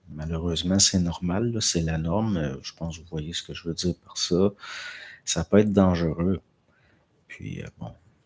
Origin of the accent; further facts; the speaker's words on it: France; Puis, je ne pense pas, je suis de France.